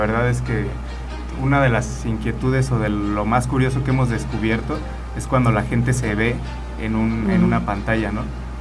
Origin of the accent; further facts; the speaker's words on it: Cuernavaca, Morelos, Mexico; Como buen cuernavaquense.